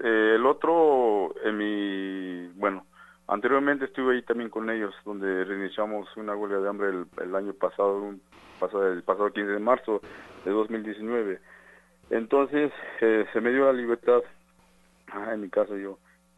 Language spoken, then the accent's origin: Spanish; San Juan Chamula, Chiapas, Mexico; soy originario de San Juan Chamula.